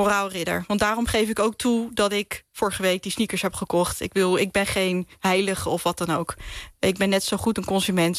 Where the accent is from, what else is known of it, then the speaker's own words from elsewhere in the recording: Rotterdam, South Holland, Netherlands; now in Drenthe, Netherlands; Want ik kom uit Drenthe. Tenminste, ik woon in Drenthe. Ik kom oorspronkelijk uit Rotterdam, maar ik woon nu in Drenthe.